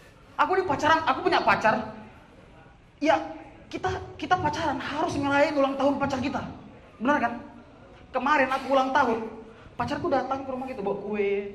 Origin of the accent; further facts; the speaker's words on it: Medan, North Sumatra, Indonesia; aku dari Medan, teman-teman.